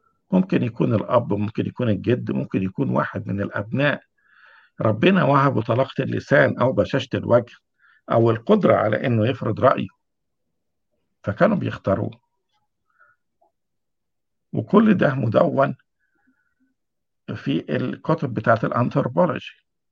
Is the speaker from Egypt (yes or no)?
yes; Egypt; يعني عندنا في مصر دلوقتي